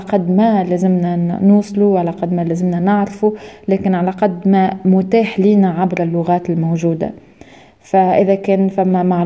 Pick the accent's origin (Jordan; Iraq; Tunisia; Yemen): Tunisia; بالنسبة لي زادة كتونسية وكمتحدثة باللغة العربية